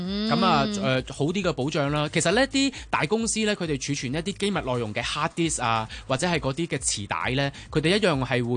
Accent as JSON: {"language": "Cantonese", "country": "Hong Kong", "accent": "Hong Kong", "said": "一來我哋香港人講，我哋有我哋嘅港式啲嘅英文或者係個腔調啦，"}